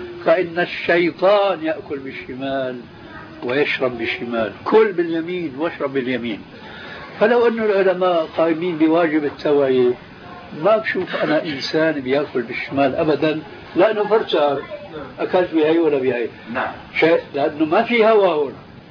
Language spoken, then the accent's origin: Arabic; Syria; لأنه في واحد عالم يقال عندنا في الشام أنه عالم